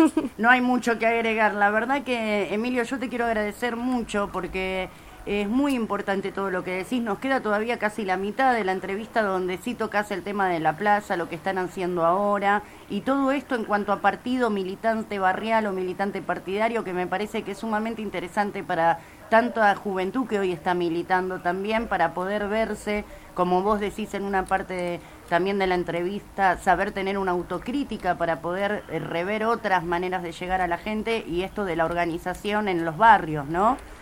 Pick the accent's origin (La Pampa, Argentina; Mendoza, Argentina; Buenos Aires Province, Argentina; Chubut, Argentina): Buenos Aires Province, Argentina; Avellaneda; somos todos de Avellaneda, sí. Estamos todos acá.